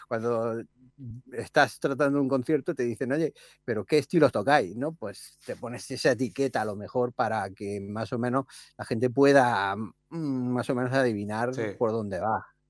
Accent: Barcelona, Catalonia, Spain; Nosotros somos de Barcelona

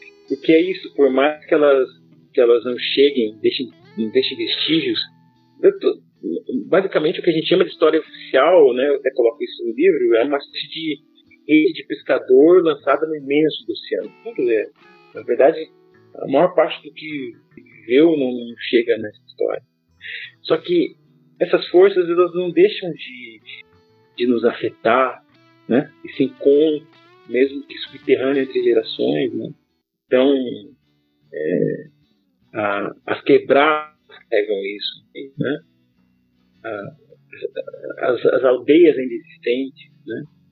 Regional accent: Guarapuava, Paraná, Brazil; born there; da região de onde eu nasci, que é a região de Guarapuava, chamados Campos de Guarapuava

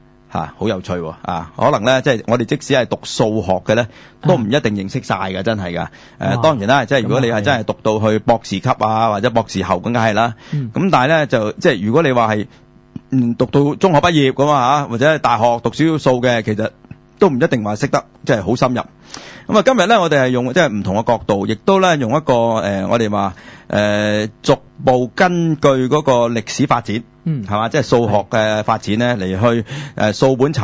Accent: Guangdong, China; 我哋广东人叫两啦，系即系二啦，系嘛？

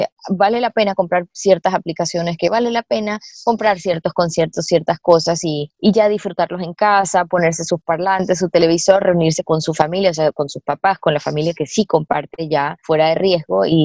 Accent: Ecuador; nosotros como latinos, o nosotros en Ecuador, no estamos muy acostumbrados a pagar por internet

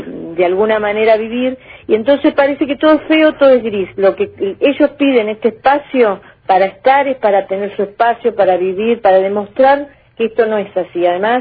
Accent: Río Negro, Argentina; si bien no soy de Viedma, soy del Valle

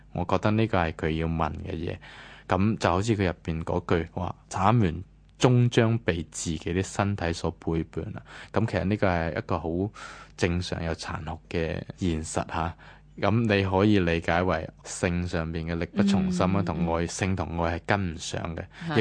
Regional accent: Guangdong, China; 咁虽然未开眼老鼠送走系我哋广东人啲陋习啦

